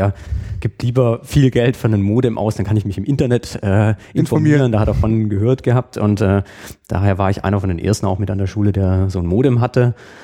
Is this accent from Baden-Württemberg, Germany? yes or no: yes; Burgstall an der Murr, Baden-Württemberg, Germany; Ja, ich komme aus einem Dorf, Burgstall an der Mur, das ist so zwischen Backnang und Winnenden